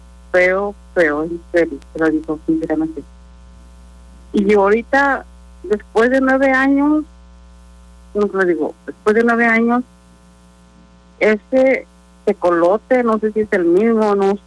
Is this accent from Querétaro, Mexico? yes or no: no; San Miguel de Allende, Guanajuato, Mexico; now in United States; Sí, les estoy hablando de Texas. Yo en veces, bueno, yo también, yo soy de San Miguel de Allende.